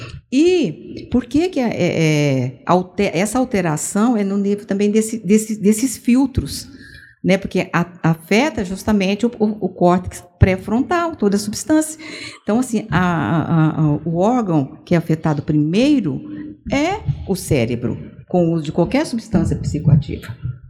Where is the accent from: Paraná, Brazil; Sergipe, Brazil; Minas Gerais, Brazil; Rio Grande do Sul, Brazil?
Minas Gerais, Brazil; Uberaba; Minha terrinha.